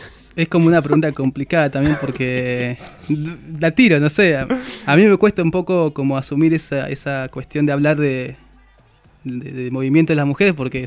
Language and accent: Spanish; Puerto Madryn, Chubut, Argentina; No, soy de Chubut, del sur, de Puerto Madryn.